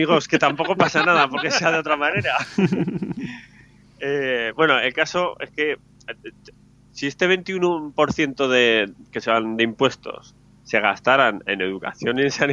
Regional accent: Spain; Pues porque somos españoles y entendemos un rato del tema.

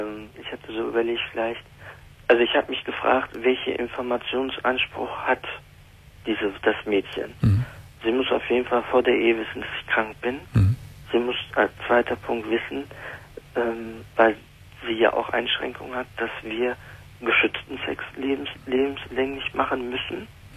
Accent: Germany; in die türkische Kultur, aber auch in dem deutschen Kultur, wo ich aufgewachsen bin

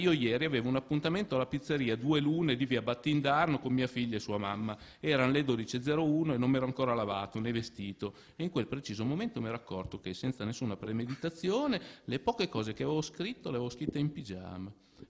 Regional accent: Parma, Emilia-Romagna, Italy; cosa che a Parma, per esempio, io sono di Parma, quando ero giovane io era considerata poco fine

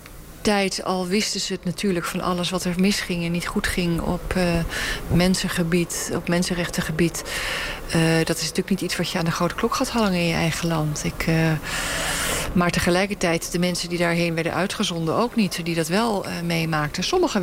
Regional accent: Netherlands; En wij als Nederlanders voelen ons heel schuldig.

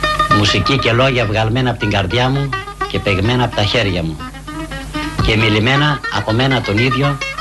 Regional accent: Trikala, Thessaly, Greece; born there; now in Athens, Greece; Γεννήθηκα στα Τρίκαλα της Θεσσαλίας. Ο πατέρας μου ήταν υπερώτης από τα Γιάννηνα, καθώς και η μάνα μου τη λέγαν Βικτωρία από τα Ζαγόρια

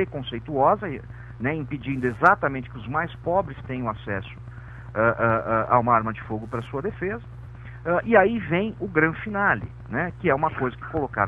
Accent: São Paulo, Brazil; Sou de São Paulo.

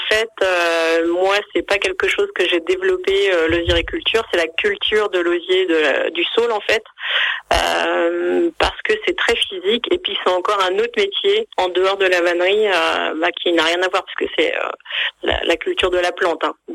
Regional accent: Hauts-de-France, France; Je suis issue du milieu agricole. Moi, j'ai grandi en Picardie, donc pas du tout dans la région.

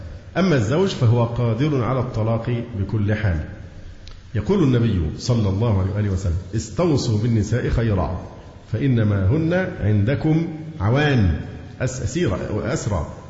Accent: Egypt; والعنوسة عندنا في مصر أصبحت رقم مذهل مذهل

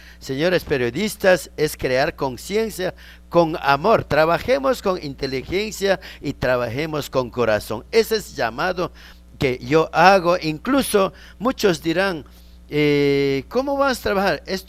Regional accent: Ecuador; Si somos ecuatorianos, ¿por qué no nos vamos a escuchar?

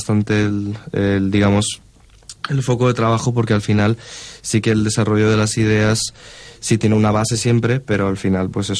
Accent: Valencia, Valencian Community, Spain; yo soy el único español de pura cepa que hay. Soy nacido aquí en Valencia de toda la vida.

